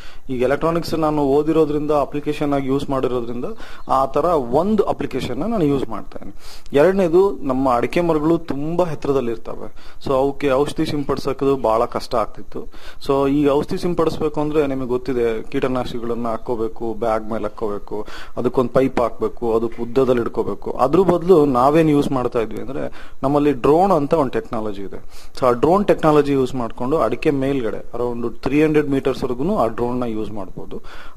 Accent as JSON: {"language": "Kannada", "town": "Anaveri", "region": "Karnataka", "country": "India", "tie": "born or raised there"}